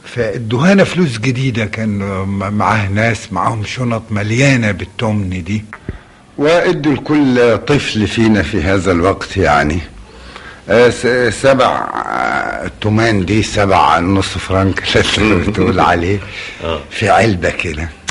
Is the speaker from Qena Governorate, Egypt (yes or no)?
yes; Qena, Qena Governorate, Egypt; وأنا تربيت فيه في قنا هذا الحي